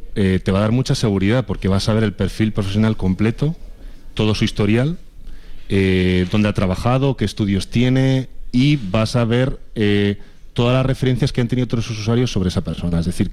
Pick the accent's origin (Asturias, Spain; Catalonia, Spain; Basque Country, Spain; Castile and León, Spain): Castile and León, Spain; Miranda de Ebro; Soy de Miranda de Ebro